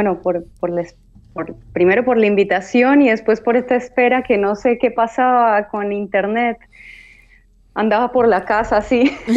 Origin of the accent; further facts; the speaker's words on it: Cali, Valle del Cauca, Colombia; yo soy de Cali, una ciudad que es muy salsera, adoptó la salsa como música propia